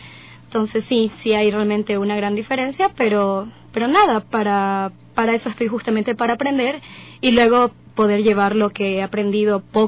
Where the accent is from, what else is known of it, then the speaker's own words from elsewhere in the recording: Esmeraldas, Ecuador; now in Quito, Ecuador; en comparación al lugar de donde vengo, en Esmeraldas, ¿no?